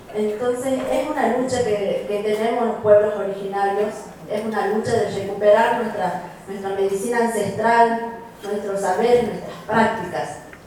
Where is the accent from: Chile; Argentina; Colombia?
Argentina; Tafí del Valle, Tucumán; Soy de aquí del Valle de los Pagos de San Ángel Romano. La verdad que en Tafí del Valle, siendo un pueblo originario